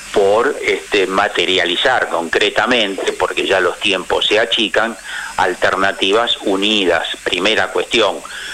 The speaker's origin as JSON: {"language": "Spanish", "region": "Buenos Aires", "country": "Argentina", "tie": "born or raised there", "said": "Yo, porque como soy porteño de ley, nací acá, amo mi ciudad"}